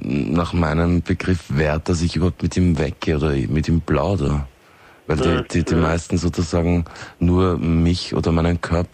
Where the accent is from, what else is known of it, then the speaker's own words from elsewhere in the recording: Austria; dass das hier bei uns in Österreich